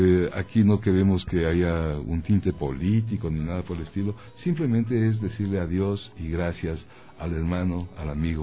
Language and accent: Spanish; Ecuador; cómo somos los ecuatorianos en este momento, en este siglo XXI, en este 2018